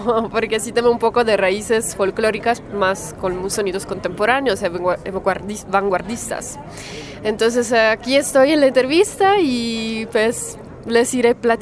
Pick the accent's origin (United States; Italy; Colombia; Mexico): Italy; Sicily; Spanish is a second language; mis raíces sicilianas, porque sí soy italiana, pero soy siciliana, vengo de Sicilia